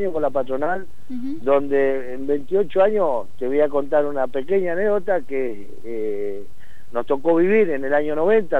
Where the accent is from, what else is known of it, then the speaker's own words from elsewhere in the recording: Bahía Blanca, Buenos Aires Province, Argentina; yo soy de la provincia, no soy de acá de Capital, soy de Bahía Blanca, en la provincia de Buenos Aires.